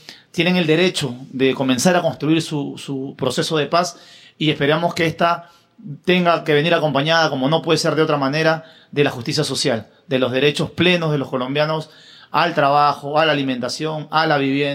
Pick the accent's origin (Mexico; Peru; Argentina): Peru; Tú eres uruguayo, yo soy peruano, andamos por aquí